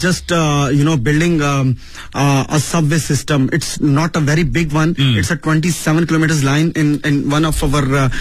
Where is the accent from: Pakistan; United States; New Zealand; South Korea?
Pakistan; Whenever they heard that I'm from Pakistan, I'm a Pakistani citizen